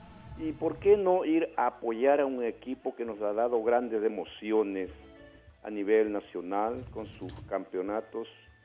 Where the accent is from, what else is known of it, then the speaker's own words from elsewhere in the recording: Quito, Pichincha, Ecuador; now in Manabí, Ecuador; Les cuento que yo soy de Quito, pero el destino me tiene por acá, por Manabí